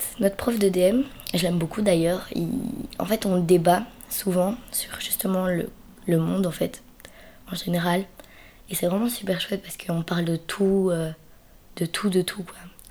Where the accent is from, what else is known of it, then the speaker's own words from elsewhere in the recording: Belgium; j'ai 13 ans, je suis originaire de Belgique, voilà.